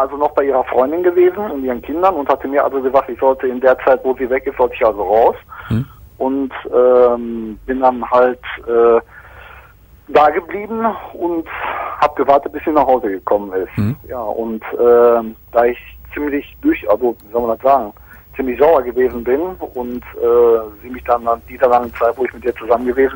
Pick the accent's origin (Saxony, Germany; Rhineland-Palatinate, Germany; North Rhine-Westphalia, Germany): North Rhine-Westphalia, Germany; Geldern; da in Geldern, wo ich herkomme